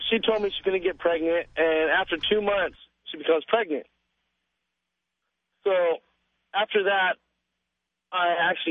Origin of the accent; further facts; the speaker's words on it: Valencia, California, United States; That is the valley to me when I was born and raised down right on